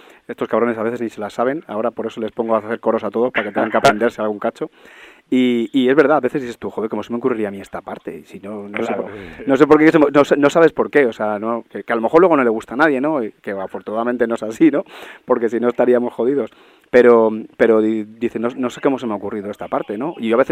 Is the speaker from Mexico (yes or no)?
no; Madrid, Community of Madrid, Spain; Nosotros somos de Hortaleza, somos buena gente